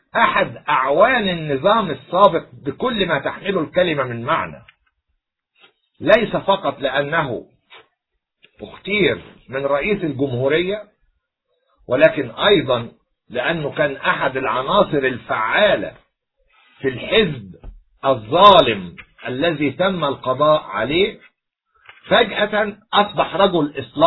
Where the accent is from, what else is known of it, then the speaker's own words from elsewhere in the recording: Egypt; كمصري أولا وكقبطي ثانيا وكمسيحي ثالثا